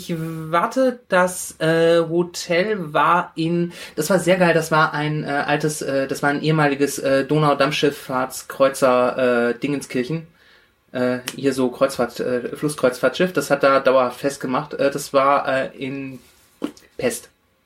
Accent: Iran; Genau, wir sind Perser, wir sind ein stolzes Volk.

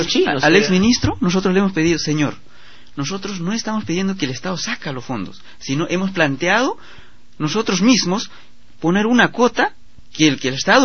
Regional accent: Selva Central, Peru; nosotros en Selva Central, sobre todo de donde soy yo, de la cooperativa de La Florida

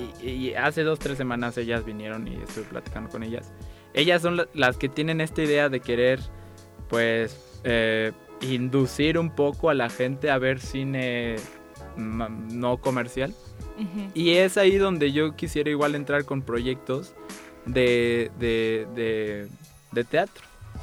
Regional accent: Chetumal, Quintana Roo, Mexico; now in Mexico City, Mexico; desde que llegué a la Ciudad de México fui al teatro. O sea, en Chetumal te digo, nunca había teatro.

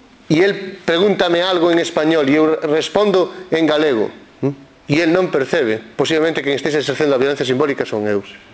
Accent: Galicia, Spain; e que creo, como galego, en fin, como irredentista deste punto de vista que me considero

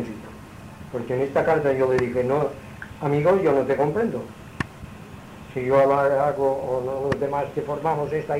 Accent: Balearic Islands, Spain; soy sueca, mallorquín, no tengo estudios.

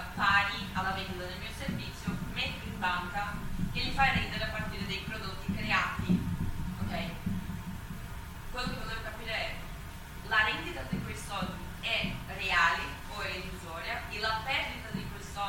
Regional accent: Brazil; Italian is a second language; Io sono brasiliana, quindi faccio un po' fatica a descrivere il mio lavoro.

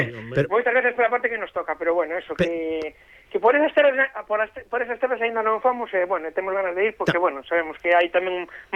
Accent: A Coruña, Galicia, Spain; porque o grupo nos agora mesmo todos somos da Coruña.

